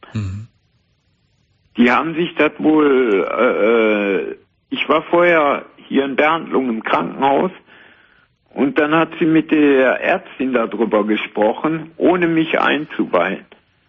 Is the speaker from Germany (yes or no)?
yes; Cologne, North Rhine-Westphalia, Germany; now in Siegen, Germany; Aber die kommen aus dem Rheinland, Köln. Ich bin ja auch Kölner.